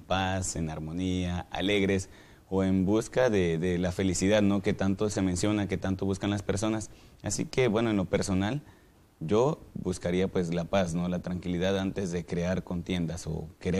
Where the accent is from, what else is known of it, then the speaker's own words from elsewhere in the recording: Cárdenas, Tabasco, Mexico; soy de Cárdenas, Tabasco y estudio licenciatura en teología.